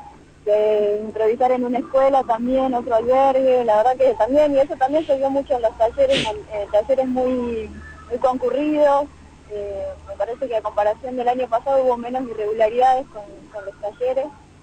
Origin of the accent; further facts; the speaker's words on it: Jujuy, Argentina; estamos ahora con los compañeros de Cobla Brecha en Buenos Aires, vinimos de Jujuy